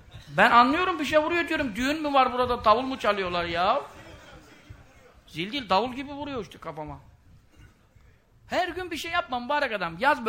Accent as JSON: {"language": "Turkish", "town": "Görele", "region": "Giresun", "country": "Turkey", "lives_now": "Istanbul, Turkey", "said": "Şimdi benim oturduğum yerde Görele Mahallesi şeyde. Beykoz'da zaten de Göreleliyim. Mahalle de oraya düştüm."}